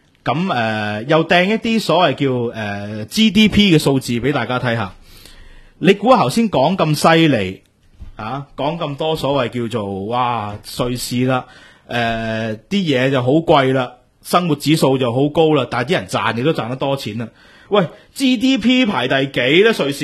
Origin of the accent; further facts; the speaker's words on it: Hong Kong; 我即系作为一个香港人，噏唔出咯。